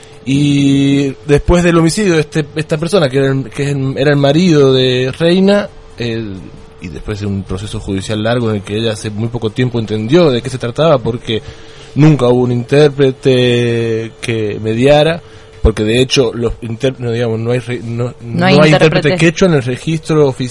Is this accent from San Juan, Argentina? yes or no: yes; San Juan, Argentina; yo soy de aquellos lados, de soy sanjuanino